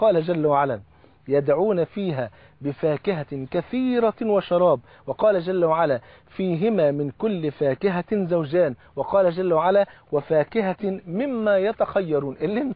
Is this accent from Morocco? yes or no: no; Egypt; الفول عندنا في مصر فرض عين